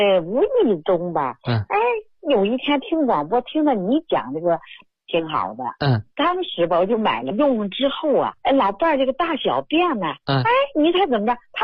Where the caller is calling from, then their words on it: Hubei, China; 我是湖北的一个患者家属。